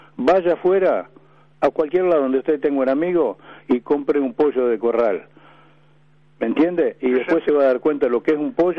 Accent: Bragado, Buenos Aires Province, Argentina; now in Quilmes, Argentina; Yo me crié en Bragado, ahora estoy viviendo en Quilmes.

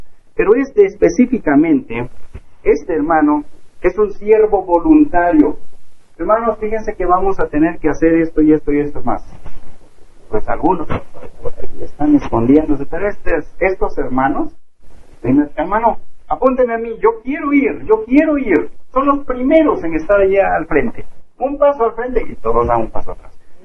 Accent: Alceseca, Puebla, Mexico; incluyendo Alceseca, de donde soy originario

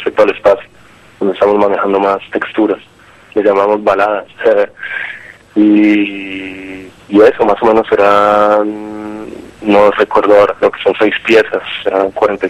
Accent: Colombia; now in Barcelona, Spain; nos conocimos acá en Barcelona con algunos hace 8 o 10 años casi, al baterista, que yo soy de Colombia

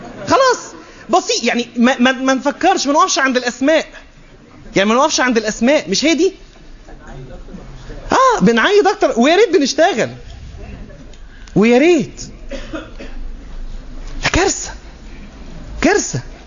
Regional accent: Egypt; مش ممكن بالذات حتى عندنا في مصر الأمر مبالغ فيه

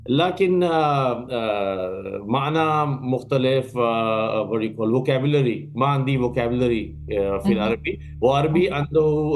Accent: Pakistan; Arabic is a second language; So, من أصل أنا من الباكستان، أنا مسلم، أحب أقرأ تاريخ، تاريخ باكستان وتاريخ الإسلام وتاريخ عالم العربي عربية

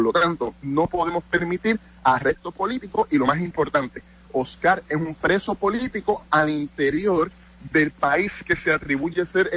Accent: Puerto Rico; es algo que no siempre tenemos la oportunidad puertorriqueños, como puertorriqueños, de explicar

